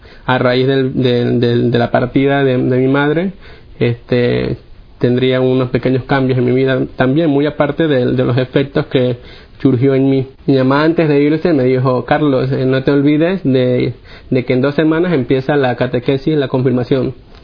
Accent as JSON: {"language": "Spanish", "town": "Guayaquil", "region": "Guayas", "country": "Ecuador", "said": "Bueno, yo soy de Guayaquil, Ecuador. Tengo 28 años."}